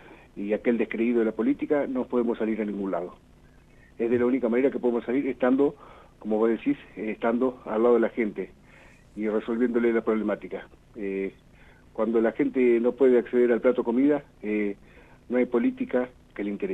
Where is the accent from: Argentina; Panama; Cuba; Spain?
Argentina; por supuesto que dolió como argentino, ¿no?